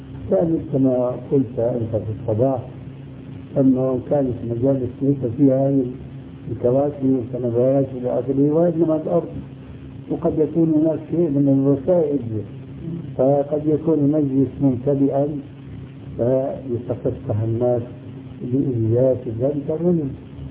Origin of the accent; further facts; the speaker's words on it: Syria; يقود عندنا في سوريا زنبرة